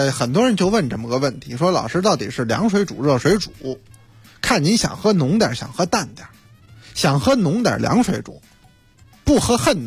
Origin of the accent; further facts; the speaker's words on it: Beijing, China; 咱们北京话说有点乏了